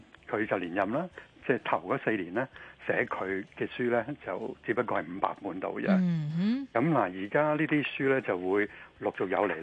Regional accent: Hong Kong

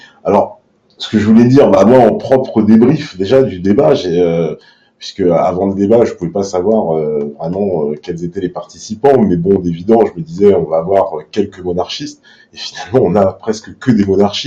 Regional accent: France; ce qui nous cimente, oui, c'est bien d'être français au fond

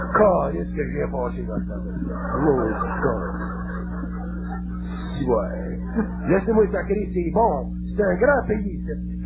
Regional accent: Quebec, Canada; Puis nous autres, on est des Canadiens français, on est nés, nous autres.

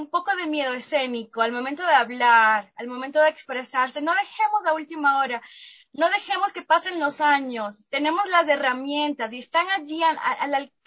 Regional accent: Venezuela; moved away as an adult; now in Ecuador; Yo soy de Venezuela, luego conocí a mi esposo Omar en Venezuela y vinimos a Ecuador.

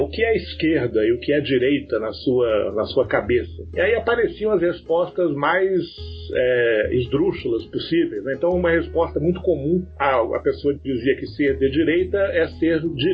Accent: Rio de Janeiro, Brazil; also born or lived in Salvador; now in São Paulo, Brazil; Eu sou baiano de nascimento, filho de gaúcho, criado no Rio de Janeiro e moro em São Paulo já há mais de 15 anos, né?

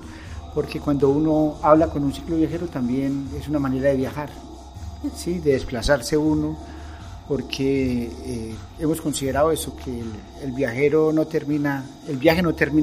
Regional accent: Colombia; born there; aunque nací en Colombia, pero soy del mundo, ¿no? Me considero del mundo.

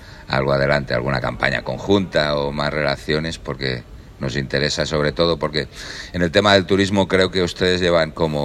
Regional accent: Catalonia, Spain; born there; moved away; also born or lived in Canary Islands; nací en Cataluña, pero llevo 35 años viviendo en Canarias. Se me nota el acento, no lo he perdido. Y ahora más, porque ahora vivo la mitad del tiempo en Cataluña y la otra mitad en Canarias, entonces estoy recuperando mi acento de popla.

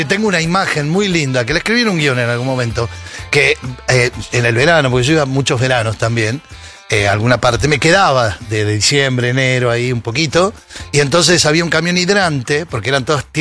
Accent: Luan Toro, La Pampa, Argentina; Mi pueblo se llama Luantoro. Es un pueblo del oeste de La Pampa, muy ganadero, es un pueblo muy chico, de 600 habitantes, de ahí son mis 4 abuelos, mis 2 papás.

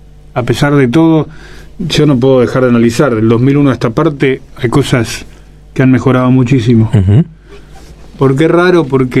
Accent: Argentina; O sea, en mi país, yo trabajo en la Argentina haciendo granjas y huertas donde hay desnutrición infantil.

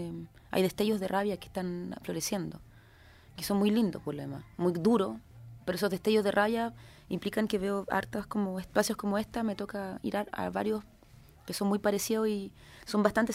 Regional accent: Chile; a mí misma me cuesta entenderlo, como siendo chilena

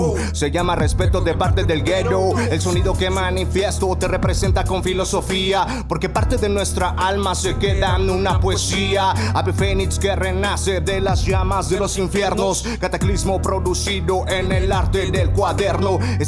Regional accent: Xalapa, Veracruz, Mexico; representando Jalapa, Veracruz.

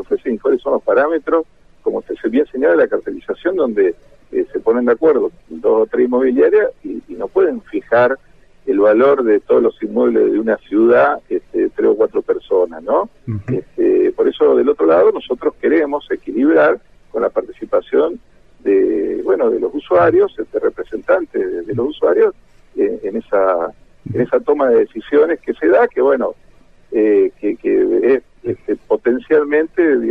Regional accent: Argentina; uno como buen argentino, uno quiere tener su casa propia, ¿no?

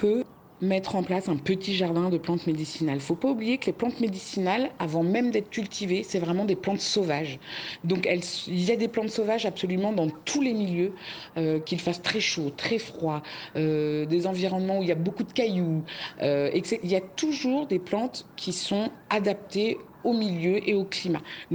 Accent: Versailles, Île-de-France, France; now in Creuse, France; suis paysanne herboriste en Creuse, dans le centre de la France. Je suis une ancienne citadine puisque je suis née à Versailles, que j'ai grandi vraiment en ville.

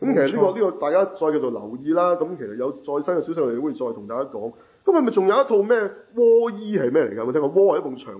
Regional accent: Hong Kong; 咁當然啦，我哋香港人即係覺得好好嘅

